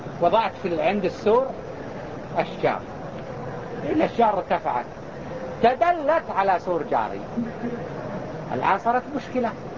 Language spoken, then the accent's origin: Arabic; Mecca, Makkah Province, Saudi Arabia; وهما يسمى عندنا في مكة يسمى بالحكر